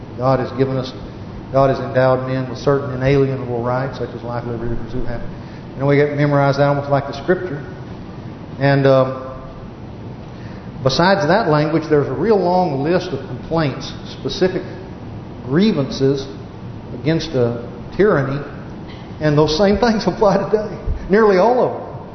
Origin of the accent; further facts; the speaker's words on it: United States; I'm an American, obviously.